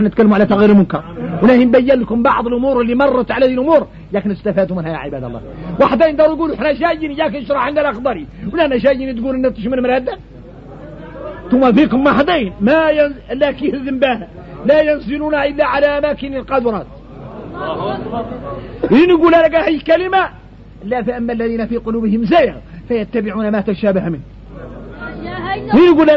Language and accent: Arabic; Mauritania; اللي عندنا احنا موريتاني